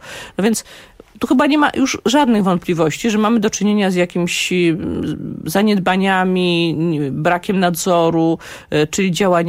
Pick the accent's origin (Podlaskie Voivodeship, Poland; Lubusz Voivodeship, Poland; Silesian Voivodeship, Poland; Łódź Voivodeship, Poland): Łódź Voivodeship, Poland; Łódź; ja na przykład jestem z Łodzi, z miasta, które dla mnie jest najważniejsze